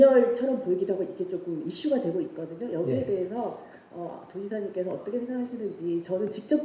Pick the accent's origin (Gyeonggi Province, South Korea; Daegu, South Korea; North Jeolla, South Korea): Daegu, South Korea; 저는 박근혜 정치적 고향 대구 출신인데요.